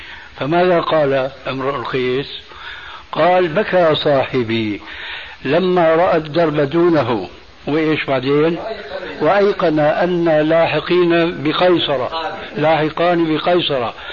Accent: Damascus, Damascus Governorate, Syria; كما يقولون عندنا في دمشق بدها الزكتات

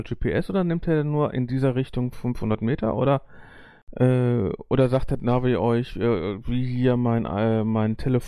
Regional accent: North Rhine-Westphalia, Germany; Ich komme aus dem Ruhrpott, ich darf das sagen.

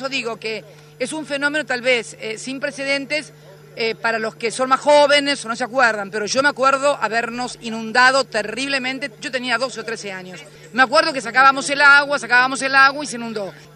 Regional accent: Tolosa, Buenos Aires Province, Argentina; Mirá, yo soy vecina de Tolosa, de muy chica.

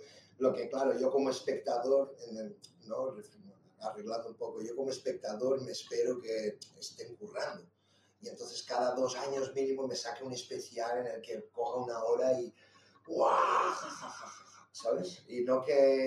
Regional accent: Brazil; Mira, obvio, yo vengo de Brasil, ahí ya el humor es un poquillo diferente, ¿no?

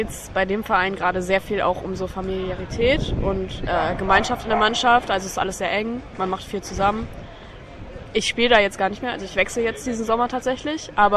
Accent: Hamburg, Germany; ich bin 18 und ich bin aus Hamburg, also aus Deutschland und habe gerade Abi gemacht.

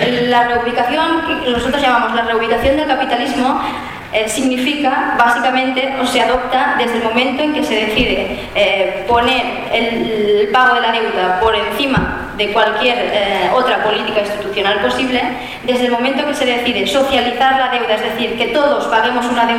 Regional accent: Valencian Community, Spain; Yo soy valenciana

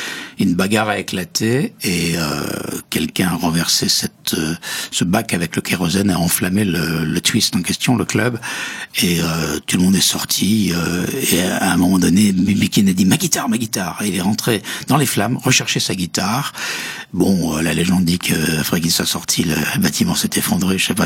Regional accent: Metz, Grand Est, France; Pourtant, il est lorrain comme moi. Il est de Nancy, moi je suis de Metz.

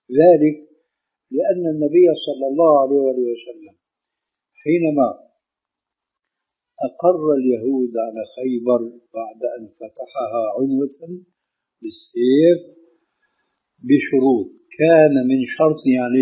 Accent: Syria; يلا كما يقولون عندنا في سوريا

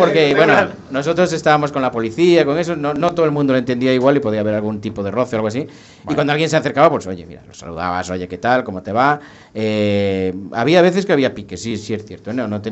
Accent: Ourense, Galicia, Spain; born there; now in A Coruña, Spain; soy orensano de nacimiento, soy coruñés de adopción.

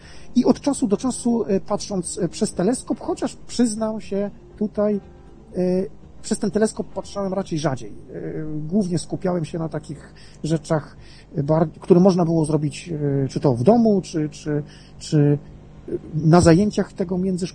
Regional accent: Grudziądz, Kuyavian-Pomeranian Voivodeship, Poland; now in Kalisz, Poland; Jestem z Grudziądza. Teraz mieszkam w Kaliszu, pochodzę z Grudziądza

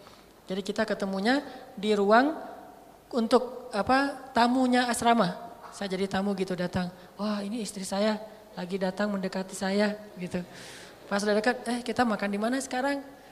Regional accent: Aceh, Indonesia; Saya orang Aceh lagi waktu itu masih Aceh banget lah ya, masih ngomongnya mah blak-blakan, jelep gitu.

